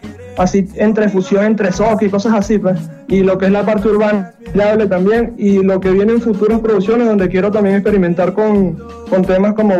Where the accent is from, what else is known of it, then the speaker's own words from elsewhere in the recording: Bravo, Lara, Venezuela; todas las personas de mi pueblo, de Bravo … muy orgulloso de mi tierra.